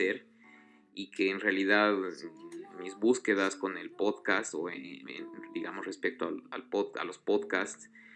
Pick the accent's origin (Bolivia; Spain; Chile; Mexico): Bolivia; soy boliviano